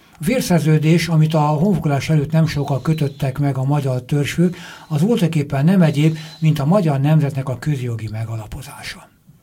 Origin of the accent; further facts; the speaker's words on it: Hungary; a nagyvilág ebből akkor tanulhat, hogy mi magyarok is tanultunk belőle